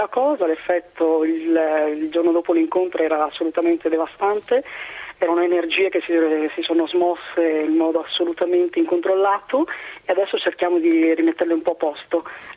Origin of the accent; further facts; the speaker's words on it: Mirandola, Emilia-Romagna, Italy; now in Rome, Italy; A Roma, ma come ho detto sono originario di Mirandola, Modena.